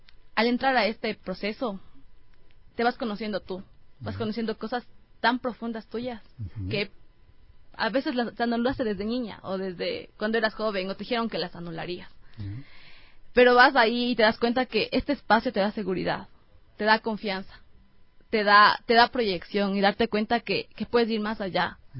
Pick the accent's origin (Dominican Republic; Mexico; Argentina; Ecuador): Ecuador; Otavalo, Imbabura; Yo soy de Otavalo, natalmente, entonces tengo mucho de mi cultura.